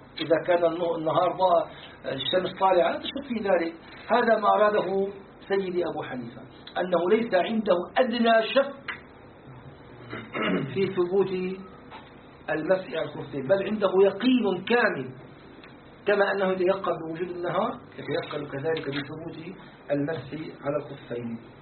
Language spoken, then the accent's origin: Arabic; Syria; يعني احنا عندنا في الشام يسموه الصهر، زوج البنت